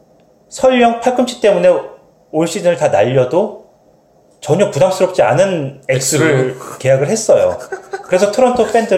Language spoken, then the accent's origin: Korean; South Korea; now in Canada; 팬은 아니고 그냥 한국 사람이니까